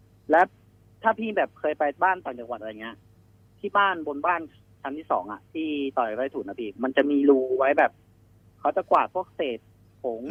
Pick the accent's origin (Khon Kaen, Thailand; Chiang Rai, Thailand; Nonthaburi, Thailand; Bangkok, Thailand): Nonthaburi, Thailand; ผมต้องย้อนกลับไปตอนที่ผมเป็นเด็กครับพี่อายุประมาณสัก11 12เนี่ยแหละก็คือผมบ้านอยู่นนทบุรีใช่ไหมครับ